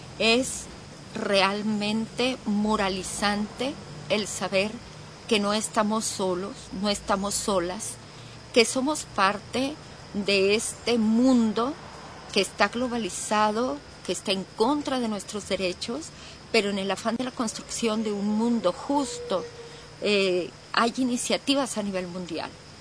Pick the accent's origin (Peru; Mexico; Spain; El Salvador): El Salvador; soy de El Salvador